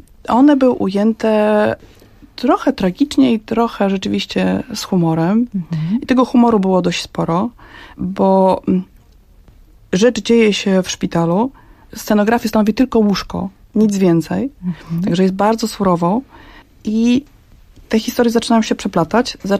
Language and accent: Polish; Pionki, Masovian Voivodeship, Poland; pochodzi z mojego rodzinnego miasta, z Pionek.